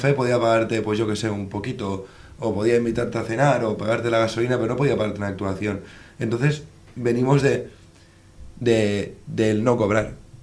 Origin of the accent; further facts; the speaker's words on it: Valencian Community, Spain; somos así, los valencianos, somos así, inútiles